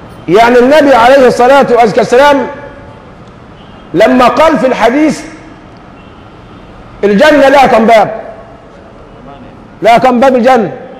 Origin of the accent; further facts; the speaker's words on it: Egypt; هذه ظاهره يعني بتخزينا كمصريين